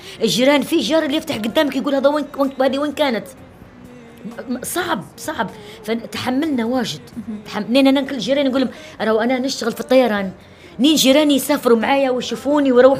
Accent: Benghazi, Libya; مولودة في بنغازي وبنت بنغازي

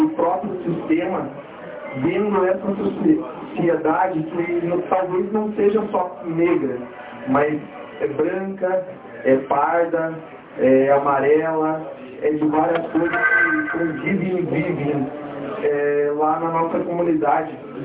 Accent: Curitiba, Paraná, Brazil; born there; eu nasci em Curitiba.

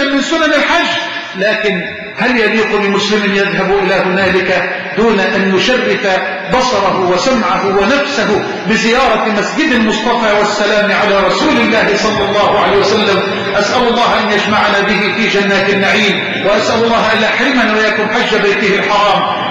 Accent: Egypt; اللهم اجعل بلدنا مصر أمنا أمانا سخاء رخاء

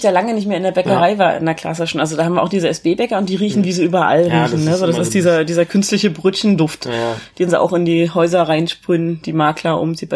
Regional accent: Erfurt, Thuringia, Germany; Ich komme zwar nicht aus Berlin, sondern aus Erfurt

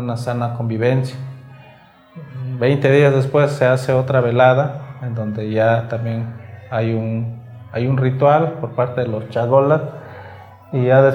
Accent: San Juan Guichicovi, Oaxaca, Mexico; soy de Huichicobi, de San Juan Huichicobi para ser exacto, de aquí de pues la zona húmeda, aquí en la zona baja, de Los Mijes, de esta otra variante, ¿no?

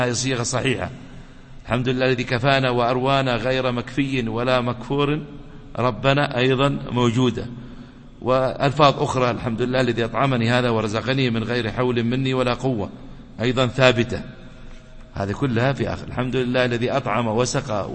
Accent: United Arab Emirates; ويحفظ بلادنا الإمارات

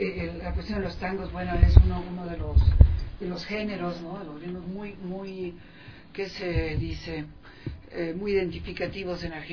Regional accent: Ecuador; llegados acá a Ecuador. Les deseamos una muy buena estancia acá, pues, en mi país.

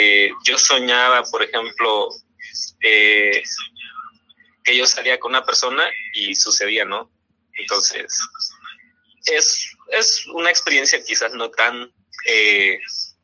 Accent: Chiapas, Mexico; now in Hermosillo, Mexico; Aunque originalmente soy de Chiapas

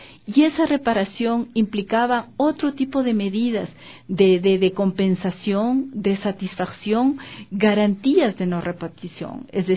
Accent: Ecuador; nosotros como ecuatorianos y ecuatorianas estamos a favor de fortalecer los lazos entre pueblos

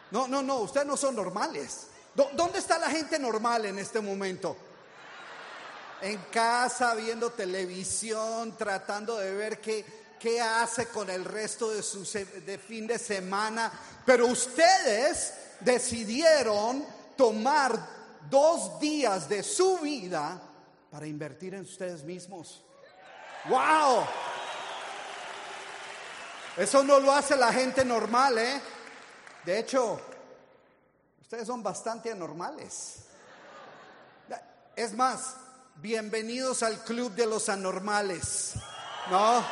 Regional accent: Colombia; moved away; Yo llegué hace 40 años de Colombia. Yo soy originalmente de Colombia.

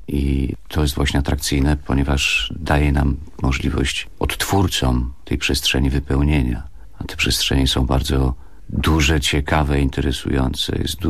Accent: Chorzów, Silesian Voivodeship, Poland; born there; Urodziliśmy się w Chorzowie, studiowaliśmy we Wrocławiu

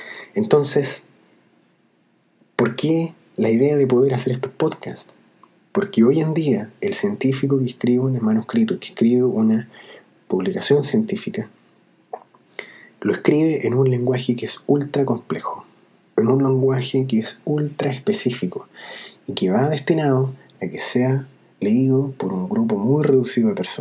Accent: Chile; A mí me gustaría, como chileno, ponerla a disposición de otros chilenos

